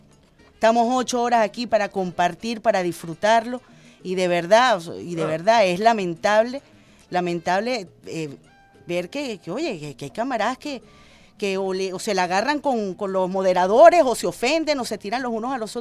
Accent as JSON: {"language": "Spanish", "country": "Venezuela", "said": "eres camarada, somos venezolanos, somos compatriotas."}